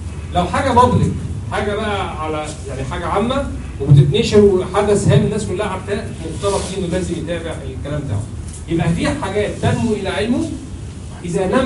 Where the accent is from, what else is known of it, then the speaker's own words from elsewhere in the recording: Egypt; طبعا الكلام ده عندنا في مصر كل شيء واجب